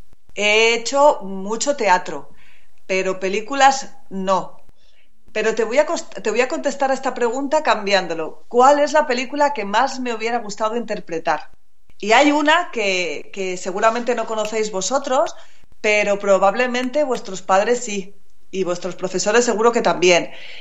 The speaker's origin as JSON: {"language": "Spanish", "town": "Salamanca", "region": "Castile and León", "country": "Spain", "lives_now": "Madrid, Spain", "said": "Yo soy de Salamanca, yo vivo en Madrid, pero soy de Salamanca. Y cuando era pequeña, mis padres tenían un chalet fuera de Salamanca"}